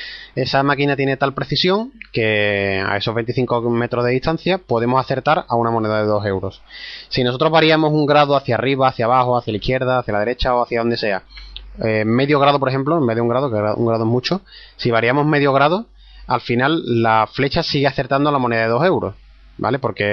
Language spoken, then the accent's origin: Spanish; Seville, Andalusia, Spain; será porque somos sevillanos y os entiendo perfectamente